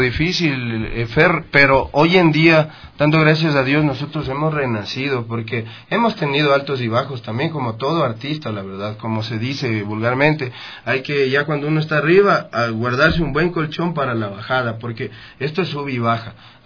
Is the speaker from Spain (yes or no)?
no; Ecuador; lo más lindo para uno como artista ecuatoriano es ser reconocido